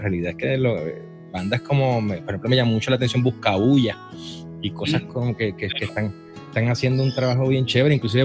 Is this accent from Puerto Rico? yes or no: yes; Puerto Rico; Te estoy celebrando como puertorriqueño y como rockero